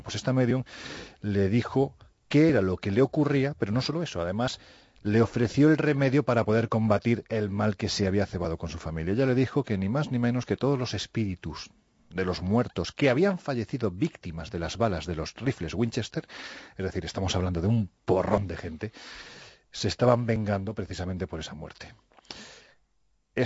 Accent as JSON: {"language": "Spanish", "region": "Andalusia", "country": "Spain", "said": "lo que ya sabes que yo soy andaluz sin gracia"}